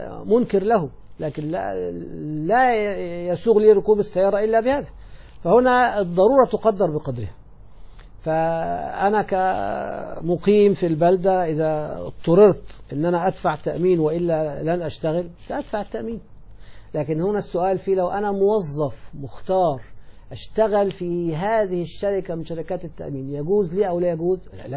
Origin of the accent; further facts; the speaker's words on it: Egypt; موظفي الحكومة مثل الذي عندنا في مصر وأيضا في يعني بعض البلاد الأخرى